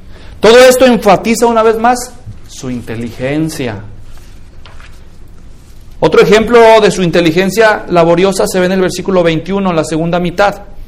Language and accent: Spanish; Guadalajara, Jalisco, Mexico; así funcionaba en México, yo crecí en Guadalajara